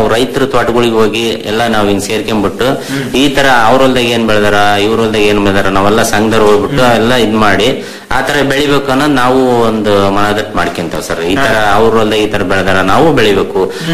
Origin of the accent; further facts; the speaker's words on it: Karnataka, India; ನಮ್ಮೂರಲ್ಲಿ ದಾವಣಗೆರೆ ತಾಲೂಕು ಲಾಸ್ಟ್ ಊರ ಸರ್ ನಮ್ದು.